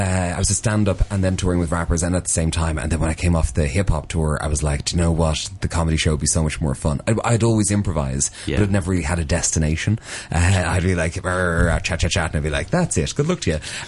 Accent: Dublin, Leinster, Ireland; So I grew up in Dublin and a huge fan of hip hop

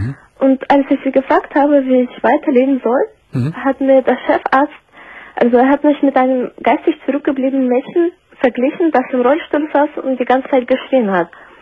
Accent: Kharkiv, Kharkiv Oblast, Ukraine; Aus Charkow.

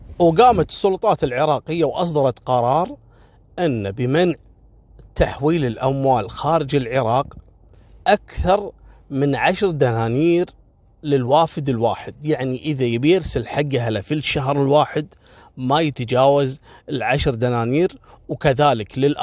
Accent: Kuwait; يعني إحنا عندنا في الكويت معروفة خيطان والفروانية العمالة المصرية

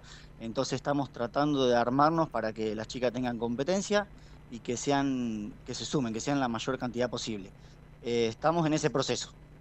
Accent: Caleufú, La Pampa, Argentina; No, yo soy de La Pampa, pero soy de un pueblito del norte, de Caleufú. Tiene 2.000 habitantes.

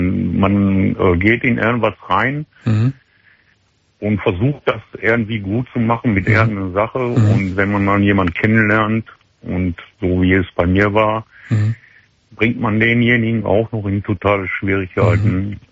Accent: Wesel, North Rhine-Westphalia, Germany; dahin zurückgegangen, wo ich herkomme. Also wir kommen aus Wesel.

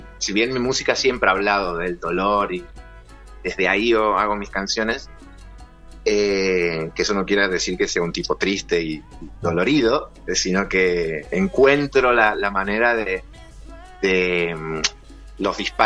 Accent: Santiago del Estero, Argentina; Yo soy de Santiago del Estero.

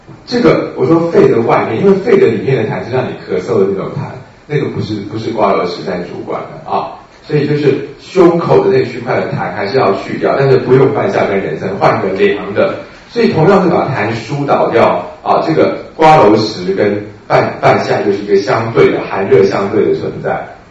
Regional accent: Taiwan; 因为我们台湾人真的习惯了柴胡的用量大概3000-2000吧

